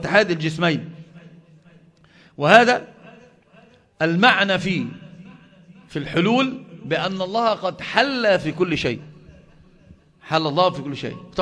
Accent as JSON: {"language": "Arabic", "country": "Egypt", "said": "الحمد لله ما فيش حد عندنا في مصر بيقول بذلك"}